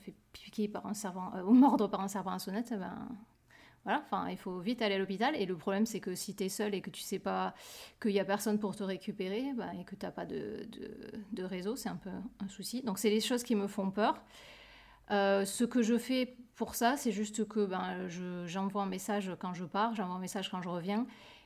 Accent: France; quand je cours par chez moi en France, c'est dans la campagne. Je me suis jamais sentie en danger parce que peut-être tout simplement parce que c'est les endroits où j'ai grandi, donc je connais ces endroits depuis que je suis toute petite.

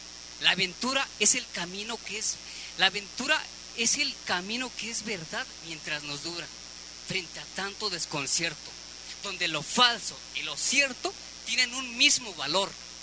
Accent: Puebla, Mexico; yo soy del estado de Puebla y pues vengo aquí al DF a pasar un rato con mi familia

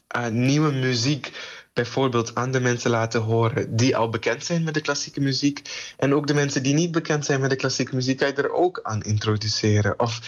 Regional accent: Suriname; Ik ben Surinamer ook en ook heel trots op de Surinaamse muziek.

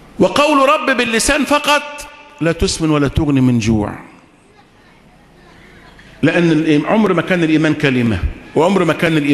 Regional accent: Egypt; اما احنا مصريين ناس اهل حريات

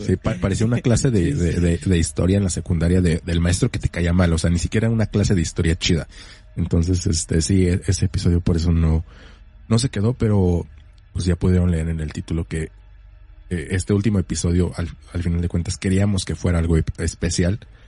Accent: Mexico; esas historias que todos, como mexicanos, como niños chiquitos, como personas en una peda, alguna vez escuchamos

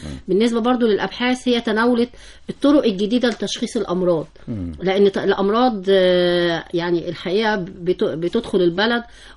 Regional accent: Egypt; الحقيقة احنا كبيئة مصرية طبعا بنعاني من أمراض كتيرة

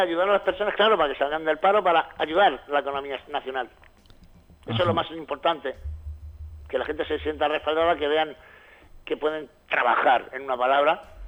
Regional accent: Talavera la Real, Extremadura, Spain; born there; now in Galicia, Spain; Nací en Talavera de la Nueva.

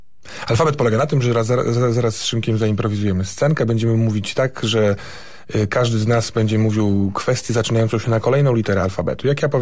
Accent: Pomeranian Voivodeship, Poland; No, pochodzimy z Trójmiasta.

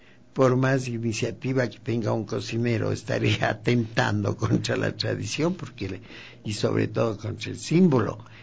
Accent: Baños, Tungurahua, Ecuador; yo soy de Baños de Tungurahua.

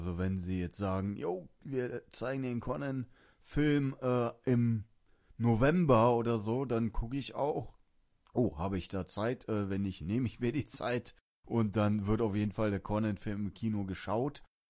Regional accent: Germany; dann ist man natürlich privilegiert, sag ich mal, jetzt von uns als Deutscher aus gesehen.

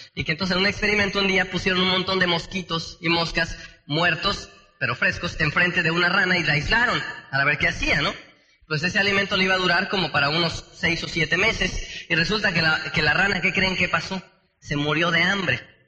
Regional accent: Tenancingo, State of Mexico, Mexico; porque allá donde yo soy, de Tenancingo, pues se dan unos duraznos bien, bien sabrosos

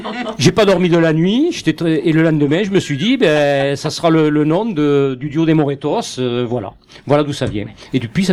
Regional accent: Southern France, France; accent: southern French; lorsque j'ouvre la bouche et que j'ai l'accent du sud

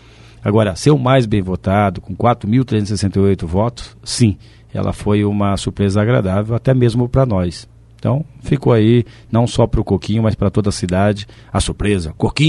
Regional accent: Foz do Iguaçu, Paraná, Brazil; Depois, com um ano de idade, viemos morar aqui na entrada da favela do cemitério. Com 4 anos de idade, fomos morar no Jardim Santa Rita, onde moro até hoje.

